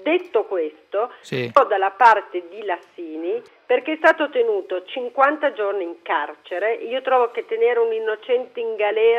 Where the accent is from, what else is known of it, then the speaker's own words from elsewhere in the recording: Cuneo, Piedmont, Italy; sono di Cuneo, quindi un po' distante l'America.